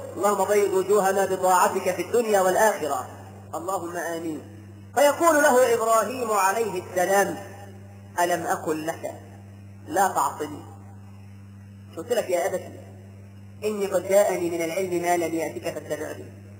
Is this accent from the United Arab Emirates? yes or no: no; Egypt; ده احنا كمصريين بنسمي الواحد اسمين مش لقب حتى